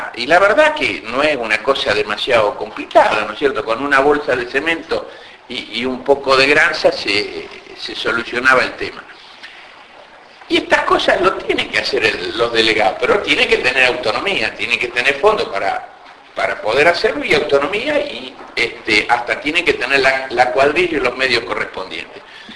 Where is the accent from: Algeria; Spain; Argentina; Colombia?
Argentina; Loma Negra, Buenos Aires Province; Yo soy de Loma Negra, este sentido de discriminación existe, real